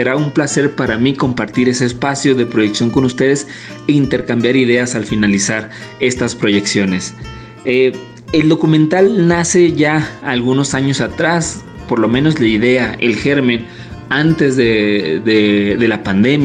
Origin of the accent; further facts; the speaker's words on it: Sonora, Mexico; ellos se alegran muchísimo de saber que yo también provengo de Sonora